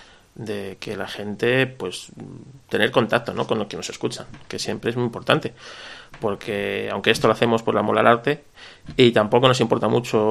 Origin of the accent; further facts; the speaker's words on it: Spain; Yo soy un autónomo español.